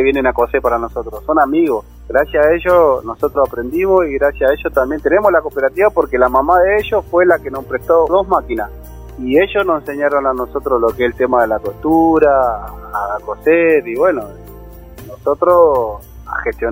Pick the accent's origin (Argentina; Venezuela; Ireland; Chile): Argentina; Almirante Brown, Buenos Aires Province; now in Córdoba, Argentina; yo no tenía nadie en Córdoba, yo soy acá de Buenos Aires, Almirante Brown.